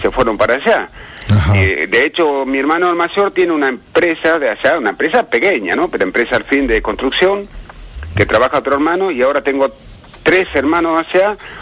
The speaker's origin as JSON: {"language": "Spanish", "town": "Epecuén", "region": "Buenos Aires Province", "country": "Argentina", "tie": "born there", "said": "Yo te digo porque yo nací en el Pecuén. Yo tenía 18 años y medio cuando se inundó Pecuén."}